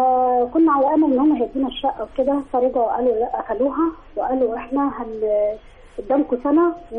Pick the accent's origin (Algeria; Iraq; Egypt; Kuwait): Egypt; El Mahalla El Kubra, Gharbia; من المحلة.